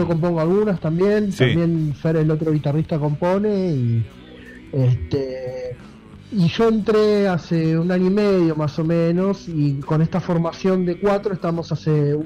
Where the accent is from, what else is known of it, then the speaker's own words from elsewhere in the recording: Buenos Aires, Argentina; Los cuatro somos de Capital, sí.